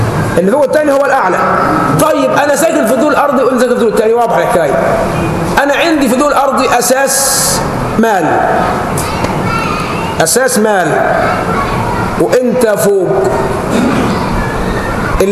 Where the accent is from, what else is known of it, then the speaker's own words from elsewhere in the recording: Egypt; نحن كشعب مصري بيتذهب حقوقنا بين امور